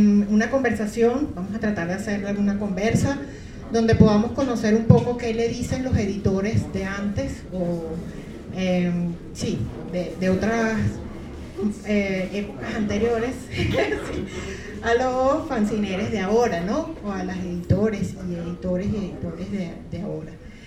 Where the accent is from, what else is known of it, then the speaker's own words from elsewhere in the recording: Venezuela; moved away; venimos de Venezuela. Tuvimos que salir hace poco exiliados